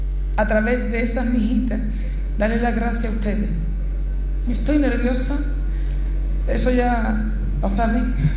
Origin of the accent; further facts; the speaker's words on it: Andalusia, Spain; el pueblo andaluz no siempre puede sentir igual. Y si en el flamenco yo voy a decir cómo siente mi pueblo